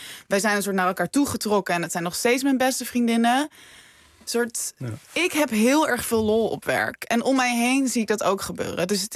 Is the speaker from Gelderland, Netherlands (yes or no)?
yes; Wageningen, Gelderland, Netherlands; Ik kom uit Wageningen.